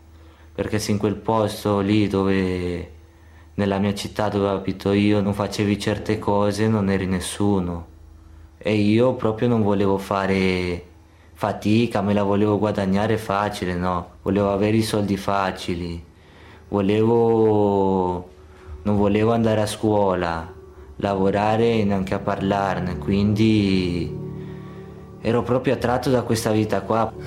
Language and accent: Italian; Colombia; Italian is a second language; now in Italy; Ho 17 anni, sono nato in Colombia, in un posto dove non so come, proprio degradato.